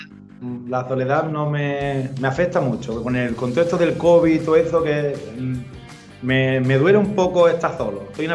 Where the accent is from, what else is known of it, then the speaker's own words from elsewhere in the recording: Málaga, Andalusia, Spain; born there; Yo soy de pueblo. Pero me gusta. A mí me gusta mucho la ciudad. Yo nací en Málaga, estuve aquí viviendo con mis padres.